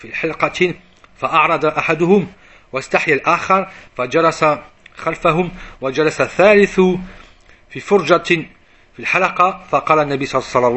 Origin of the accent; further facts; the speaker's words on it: France; même si je suis de France.